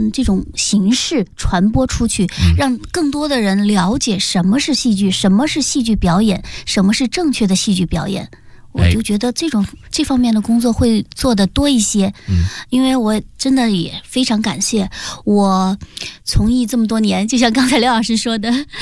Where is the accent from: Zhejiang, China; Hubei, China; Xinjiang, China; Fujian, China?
Zhejiang, China; 还有我的老家浙江